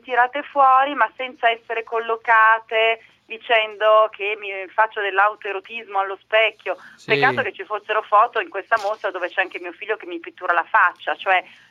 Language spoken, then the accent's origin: Italian; Emilia-Romagna, Italy; io da buona romagnola servo ogni tanto il tortellino in brodo a mio marito a tavola